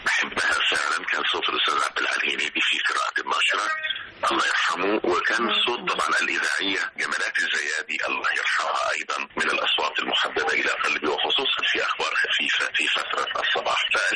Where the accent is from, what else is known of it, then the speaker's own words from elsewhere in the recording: Aswan Governorate, Egypt; now in Alexandria, Egypt; ولو لم أكن انتقلت من قريتي من أسوان إلى الإسكندرية